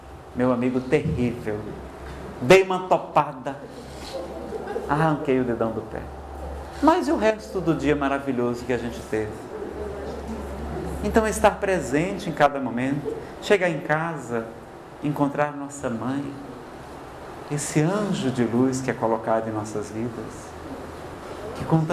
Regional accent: Ceará, Brazil; Eu não sei se é porque eu sou do Ceará, pessoal, mas eu adoro tomar banho.

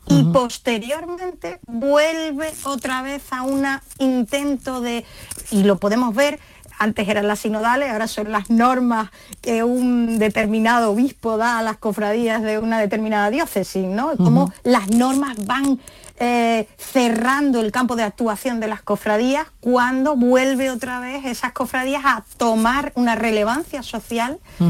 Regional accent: Málaga, Andalusia, Spain; la de una muy famosa en Málaga, ¿no? Que es mi tierra

